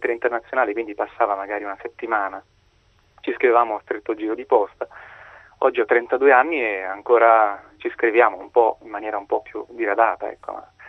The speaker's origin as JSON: {"language": "Italian", "region": "Calabria", "country": "Italy", "said": "Io sono calabrese di origine, quindi dalla Calabria a Colonia in Germania ci scrivevamo"}